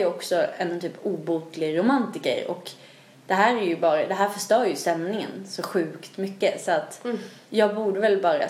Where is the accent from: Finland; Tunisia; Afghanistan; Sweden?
Sweden; Växjö, Kronoberg County; Men jag kommer ju från Växjö